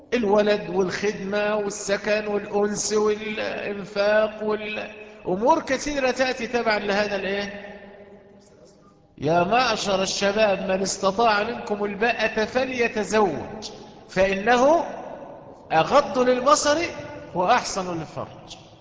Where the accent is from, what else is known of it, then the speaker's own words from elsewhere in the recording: Egypt; قصة وقعت عندنا في مصر من كام سنة كده